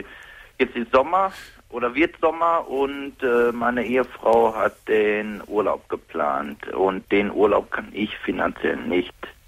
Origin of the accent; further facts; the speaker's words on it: Mülheim an der Ruhr, North Rhine-Westphalia, Germany; Ich komme aus Mülheim.